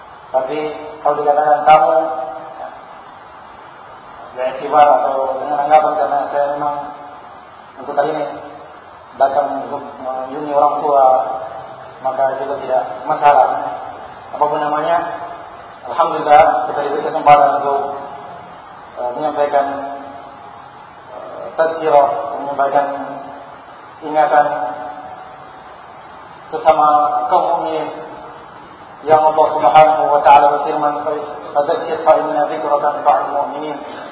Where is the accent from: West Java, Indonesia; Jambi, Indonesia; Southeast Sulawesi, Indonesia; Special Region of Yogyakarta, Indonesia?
Southeast Sulawesi, Indonesia; Kendari; moved away as an adult; also born or lived in Makassar; Sebenarnya kalau boleh dikatakan tamu, ya, saya asli Kendari. Hanya kebetulan sejak tahun 88 saya ke Makassar untuk melanjutkan pendidikan